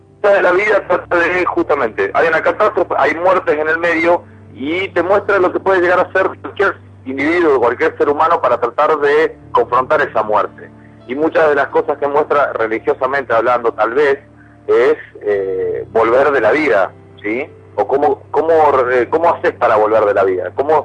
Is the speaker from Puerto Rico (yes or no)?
no; Argentina; si yo soy argentino, quiero algo de los Pumas